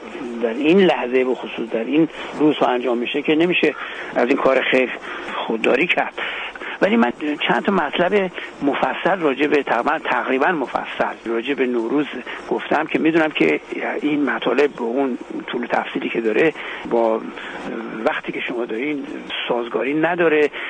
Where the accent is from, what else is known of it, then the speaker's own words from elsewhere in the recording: Iran; به عنوان یک ایرانی سال نو خورشیدی